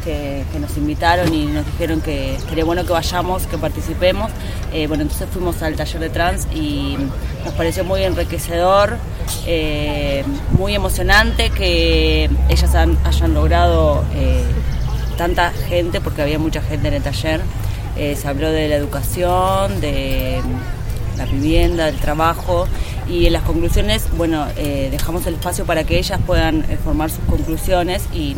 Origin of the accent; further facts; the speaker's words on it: Avellaneda, Buenos Aires Province, Argentina; soy de Avellaneda.